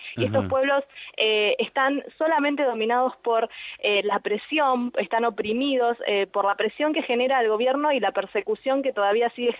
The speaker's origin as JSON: {"language": "Spanish", "country": "Argentina", "said": "y nosotros como argentinos también debemos empezar a tomar conciencia"}